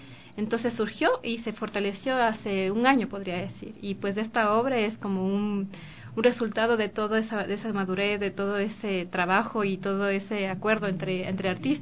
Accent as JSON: {"language": "Spanish", "town": "Quito", "region": "Pichincha", "country": "Ecuador", "tie": "born there", "said": "yo soy nací en Quito"}